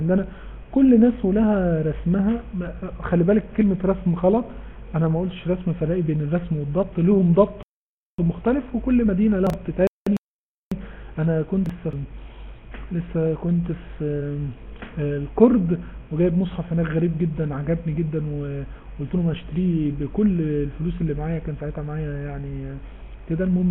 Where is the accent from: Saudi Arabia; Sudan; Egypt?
Egypt; واحنا المصريين اي واحد فيهم